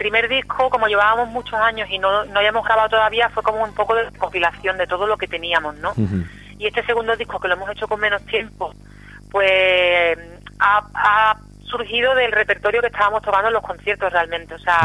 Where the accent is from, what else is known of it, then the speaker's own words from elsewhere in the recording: Seville, Andalusia, Spain; now in Barcelona, Spain; pero yo vengo de Sevilla